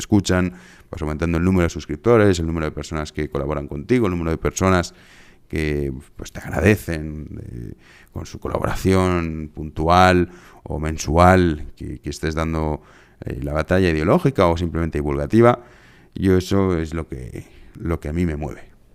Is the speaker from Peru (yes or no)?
no; Spain; yo la verdad es que me siento muy, muy a gusto siendo español, me siento privilegiado. Yo he tenido la suerte de vivir en otros países, conozco otros tantos, tampoco conozco todos los que me gustaría. Pero yo no cambiaría mi lugar de nacimiento.